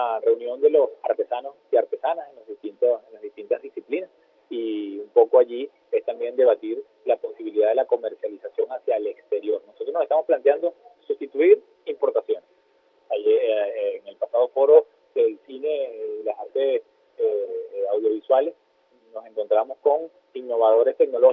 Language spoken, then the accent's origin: Spanish; Venezuela